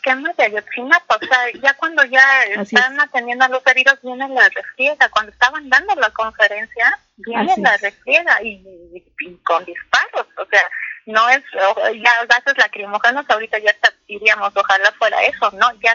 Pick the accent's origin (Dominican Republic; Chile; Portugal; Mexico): Mexico; Como sociedad mexicana, tenemos que movilizarnos